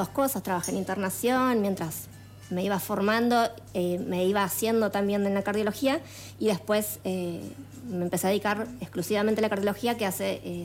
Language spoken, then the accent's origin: Spanish; Morón, Buenos Aires Province, Argentina; yo soy de Buenos Aires, de zona oeste. De Morón, viví toda mi vida en Morón y hace un año y tres meses me mudé con mi familia acá, por estos lados.